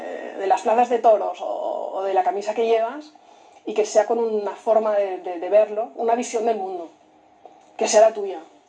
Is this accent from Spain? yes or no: yes; Barcelona, Catalonia, Spain; born there; Yo nací en Barcelona, pero es el sitio donde vuelvo siempre